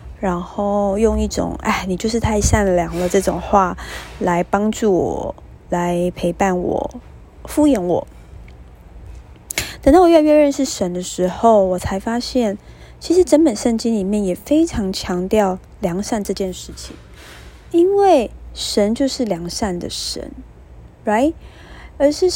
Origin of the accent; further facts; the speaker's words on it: Taiwan; accent: Taiwanese Mandarin; Oh my god， 我的台湾国语再一次“择善固执”。